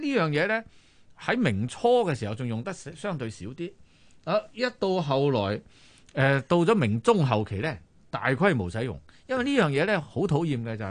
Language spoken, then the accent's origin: Cantonese; Guangdong, China; 我哋廣東人就話蛇膽就解毒。